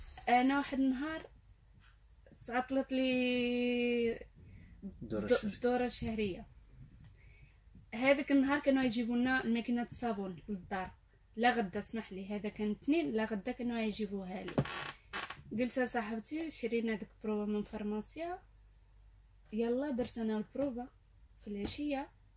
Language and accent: Arabic; Morocco; ملي طلعنا حنايا من هنايا من المغرب